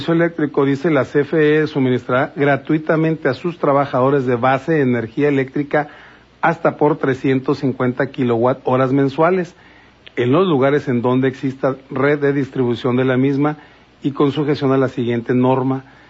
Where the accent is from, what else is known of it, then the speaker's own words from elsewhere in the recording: Mexico; Falta esa educación hacia nosotros, cada uno como mexicano, para comprender qué escuchamos.